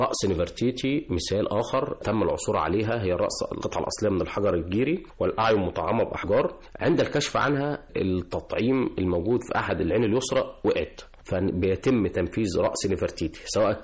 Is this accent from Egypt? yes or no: yes; Egypt; طبعا احنا كمصريين فخورين بتاريخنا في جميع المراحل المختلفة